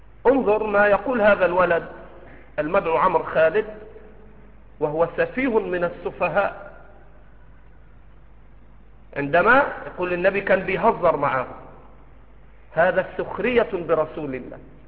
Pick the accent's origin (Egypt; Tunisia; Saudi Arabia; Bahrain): Egypt; accent: Egyptian; يأكل على جرمان على لهجتنا المصرية